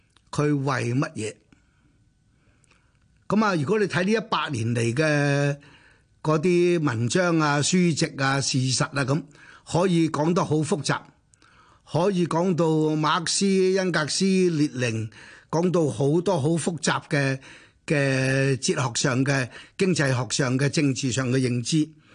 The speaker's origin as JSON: {"language": "Cantonese", "country": "Hong Kong", "accent": "Hong Kong", "said": "咁我係香港嚟嘅，咁於是我哋就廣東話溝通，即係用香港話溝通。"}